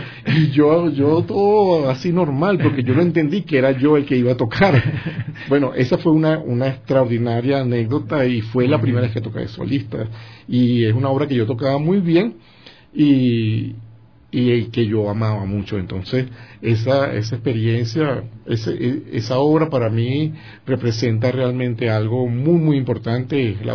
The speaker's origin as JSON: {"language": "Spanish", "town": "San Felipe", "region": "Yaracuy", "country": "Venezuela", "tie": "born or raised there", "said": "yo no hablaba ni inglés ni hablaba francés. Yo de mi pueblo, de San Felipe, ya en Yaracuy, en Venezuela, me monté en un avión y aparecí en París"}